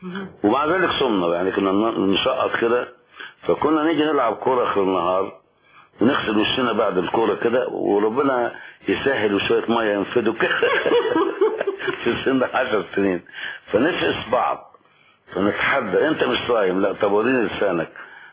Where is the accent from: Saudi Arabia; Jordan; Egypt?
Egypt; Hurin, Monufia Governorate; انا من بلد اسمها هورين. لما كنا صغيرين نقول انت منين؟ يا نقول من هورين مركز الطنطا مديريه طنطا.